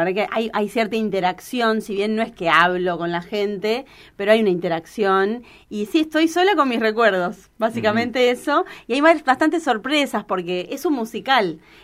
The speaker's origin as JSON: {"language": "Spanish", "region": "California", "country": "United States", "tie": "born there", "said": "Nací en California, chicos, entonces tengo claro. Esa cultura."}